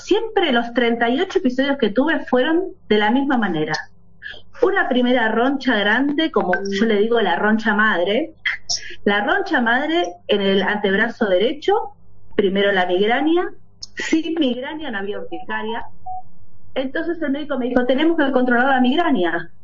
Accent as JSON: {"language": "Spanish", "town": "Lanús", "region": "Buenos Aires Province", "country": "Argentina", "said": "hoy me presenté en el grupo de WhatsApp, tengo 48 años, soy de Buenos Aires, de Zona Sur, de Lanús, de la República de Lanús."}